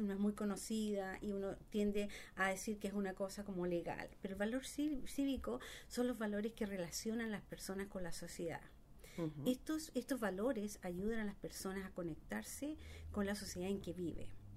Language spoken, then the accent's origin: Spanish; Chile; moved away; Originalmente yo soy de Chile. Vine acá hace como 20 años, 25 años.